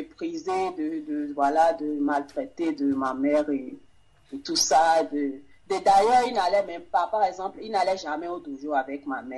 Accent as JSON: {"language": "French", "country": "Benin", "moved": "yes", "lives_now": "France", "said": "Dès que j'ai quitté le Bénin pour la France, les choses se sont empirées dans ma famille."}